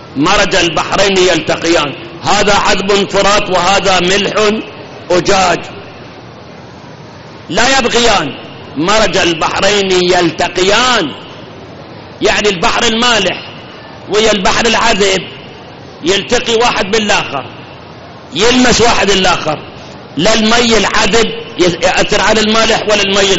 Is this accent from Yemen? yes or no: no; Iraq; الآن عندنا بالعراق آبار نفط